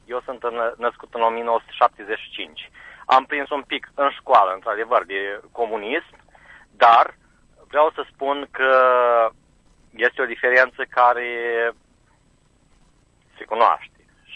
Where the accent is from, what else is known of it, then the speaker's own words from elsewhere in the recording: Romania; Sunt la Cricova, sunt român.